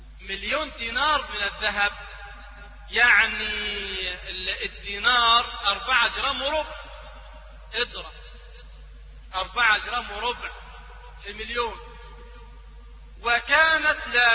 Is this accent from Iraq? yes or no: no; Egypt; وهذا يذكرني ببعض الناس عندنا في مصر،